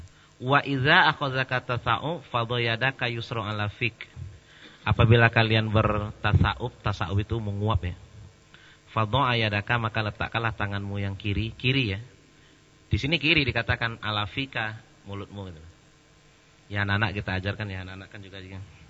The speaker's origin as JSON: {"language": "Indonesian", "country": "Indonesia", "said": "Isinya Arab semua, kami aja berdua Indonesia itu."}